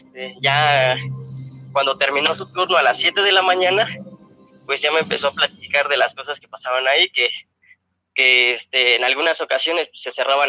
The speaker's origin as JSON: {"language": "Spanish", "town": "Ecatepec", "region": "State of Mexico", "country": "Mexico", "said": "soy de Catepec"}